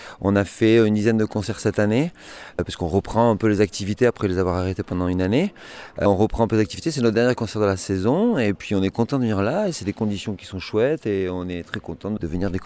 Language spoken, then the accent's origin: French; Nouvelle-Aquitaine, France; accent: Pyrénées-Atlantiques; Non, c'est sud de Bourges. C'est plutôt les Pyrénées Atlantiques.